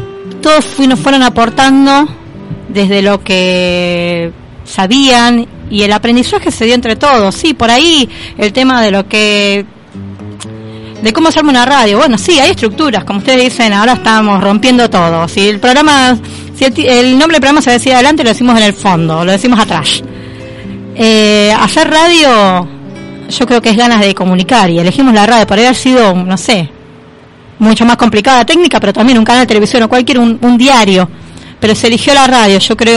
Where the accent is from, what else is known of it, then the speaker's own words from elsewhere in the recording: Berisso, Buenos Aires Province, Argentina; de donde yo soy natal, que es la ciudad de Berisso, de provincia de Buenos Aires.